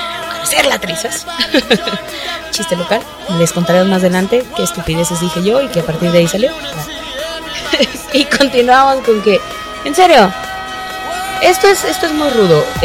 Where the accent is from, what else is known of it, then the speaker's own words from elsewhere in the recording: San Luis Potosí, Mexico; porque todas somos potosinas